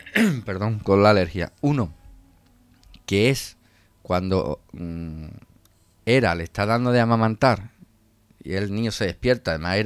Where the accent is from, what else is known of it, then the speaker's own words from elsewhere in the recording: Andalusia, Spain; como andaluces que somos, es que la piel que lleva Hércules